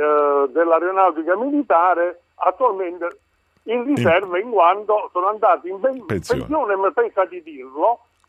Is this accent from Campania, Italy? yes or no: yes; Salerno, Campania, Italy; Beh, veramente, io sono salernitano.